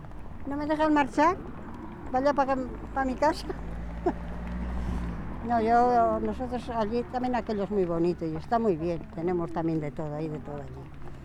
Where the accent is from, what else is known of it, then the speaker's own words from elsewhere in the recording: Coreses, Castile and León, Spain; No, yo he vivido también aquí, pero yo soy de allí, de Zamora. Yo soy de Zamora. Un pueblo que está pegando a Zamora, que se llama Coreses. Es muy bonito aquello también. Bueno, yo allí tengo la vivienda. Tengo todo allí.